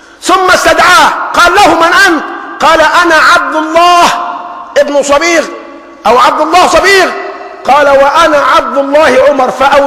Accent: Egypt; إذن في استطاعتنا كمصريين أن نرجع مرة ثانية ونستخدم المال العام

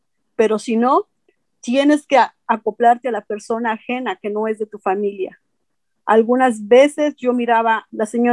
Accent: State of Mexico, Mexico; moved away as an adult; now in Huntington Beach, United States; Soy originaria del Estado de México. Tengo 56 años. Inmigré a los Estados Unidos en 1991. Actualmente vivo en Huntington Beach.

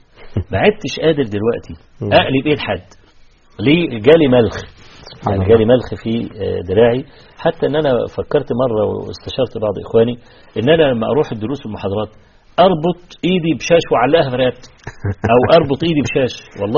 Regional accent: Egypt; انا شاب فقير وجاي من مصر وجاي فقط لاطلب العلم عندك

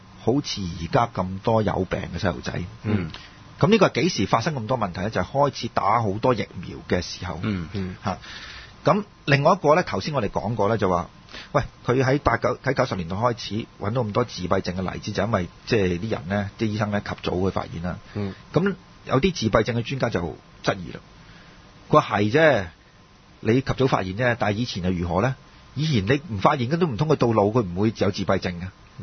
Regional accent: China; 就正如我哋中國人講啊

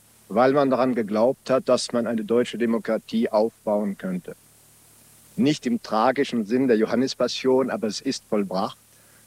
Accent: France; German is a second language; vom Oberbürgermeister meiner Heimatstadt aus meinem Heimatland Frankreich eingeladen zu werden

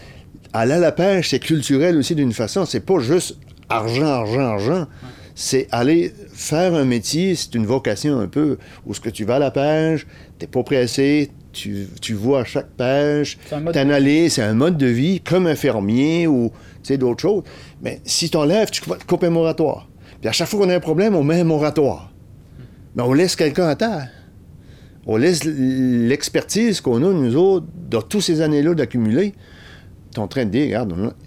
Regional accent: Quebec, Canada; Moi, je suis acadien, t'as des premiers arrivants.

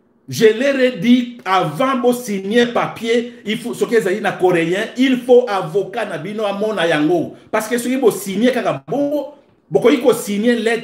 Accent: DR Congo; Je suis congolais.

